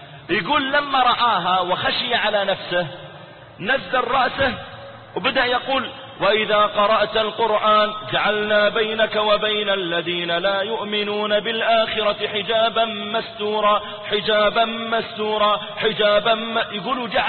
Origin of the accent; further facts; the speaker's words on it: Riyadh, Riyadh Province, Saudi Arabia; أذكر واحد من الشباب عندنا في الرياض